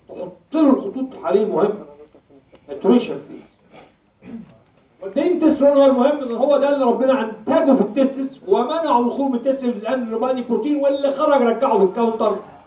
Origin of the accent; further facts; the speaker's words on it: Egypt; احنا عندنا في مصر في البيت نحب نسحب الشقه